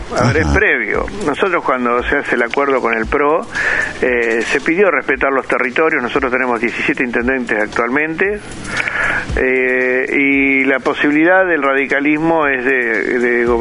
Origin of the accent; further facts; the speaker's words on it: Alvear, Argentina; Yo, cuando era chico, en Alvear corríamos atrás del regador, nos mojábamos con la bicicleta, viste, cuando éramos pibes.